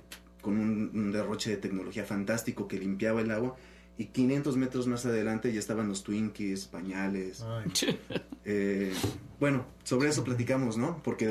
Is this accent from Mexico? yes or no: yes; Mexico; Y nuestra identidad como mexicanos.